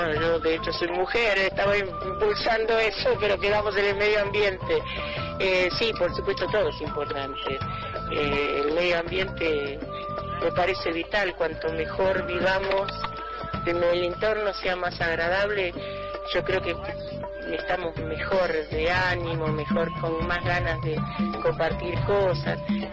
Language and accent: Spanish; La Plata, Buenos Aires Province, Argentina; also born or lived in La Pampa; soy nacida en La Pampa, pero desde muy chica viví en La Plata, hasta que me casé, que vine acá a los 32 años